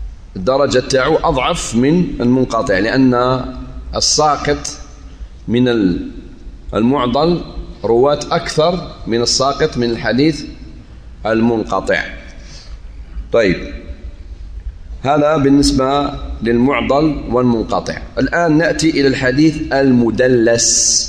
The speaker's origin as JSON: {"language": "Arabic", "country": "Algeria", "said": "ممكن مدينة دلس اللي عندنا في الجزائر مأخوذة من هذا"}